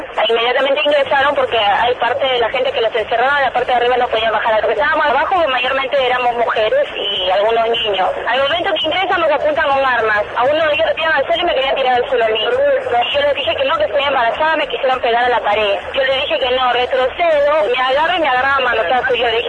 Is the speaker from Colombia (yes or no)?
no; Peru; now in Argentina; Soy peruana, no soy ninguna ladrona.